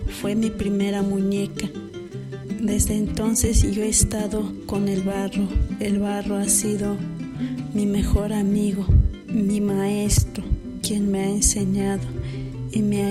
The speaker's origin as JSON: {"language": "Spanish", "town": "San Marcos Tlapasola", "region": "Oaxaca", "country": "Mexico", "tie": "born or raised there", "said": "Soy originaria de San Marcos Tlapasola, donde se trabaja el barro rojo, como son ollas, comales, cajetes, platos, tazas y floreros. Soy una mujer zapoteca."}